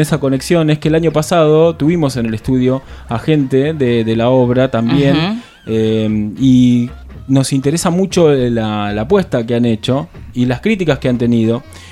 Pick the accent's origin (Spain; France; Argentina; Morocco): Argentina; Berisso, Buenos Aires Province; Últimamente yo soy de Berisso, orgullosamente, allí, la bandera bien alta.